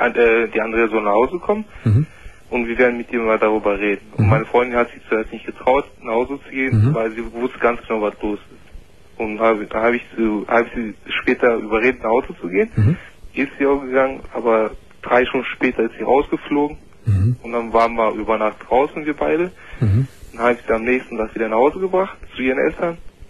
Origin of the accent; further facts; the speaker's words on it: Turkey; Sie ist eine Deutsche und ich bin Türke.